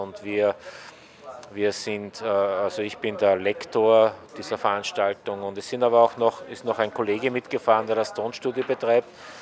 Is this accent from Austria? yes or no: yes; Linz, Upper Austria, Austria; Linz, Österreich.